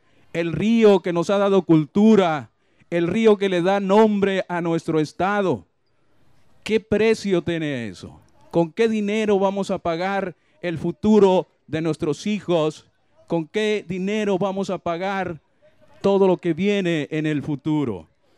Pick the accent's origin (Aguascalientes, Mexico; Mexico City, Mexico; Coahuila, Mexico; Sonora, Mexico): Sonora, Mexico; Cananea; born there; yo nací en Cananea y durante toda mi vida me he percatado de todos los daños que causa la actividad minera.